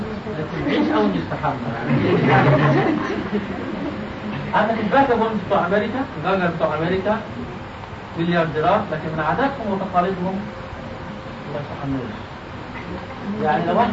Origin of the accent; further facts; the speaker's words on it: Egypt; هما الخنادق انتشرت عندنا في مصر